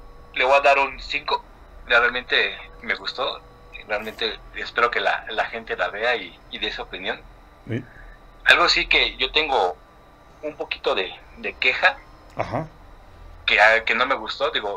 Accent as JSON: {"language": "Spanish", "country": "Mexico", "said": "Nosotros como mexicanos somos los únicos que identifican"}